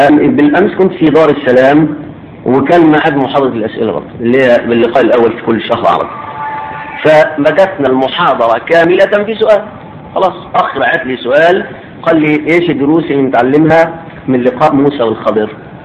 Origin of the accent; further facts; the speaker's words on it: Egypt; في بلدنا مصر على الاقل انهم يعرفون ولا يفقهون